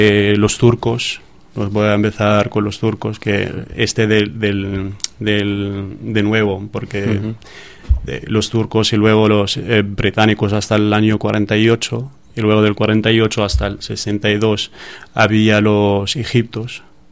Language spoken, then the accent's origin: Spanish; Gaza, Gaza Strip, Palestine; Spanish is a second language; soy de Gaza, no sé, pero nació yo y mi padre como refugiados en Gaza. Entonces he vivido toda mi vida ahí en Gaza como refugiado, pero sigue diciendo que soy de Gaza porque es mi tierra.